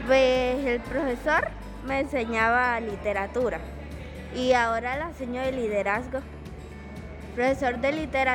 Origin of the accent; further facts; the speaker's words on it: Soledad, Atlántico, Colombia; Soy de Soledad Atlántico. Tengo 14 años